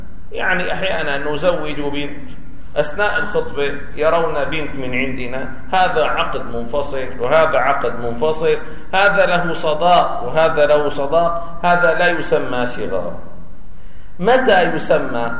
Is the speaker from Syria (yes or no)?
yes; Syria; في الجزيرة عندنا في سوريا